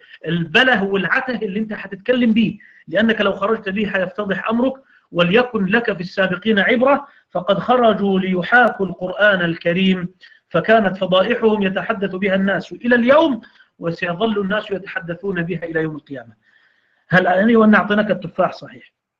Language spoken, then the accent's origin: Arabic; Egypt; عندنا في مصر يقولون مثل